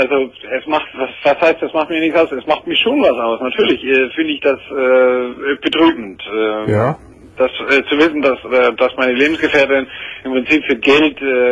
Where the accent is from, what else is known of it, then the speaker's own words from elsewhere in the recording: Baden-Württemberg, Germany; born there; Ich bin ein gebürtiger Schwabe, ich trinke auch mal gerne mal.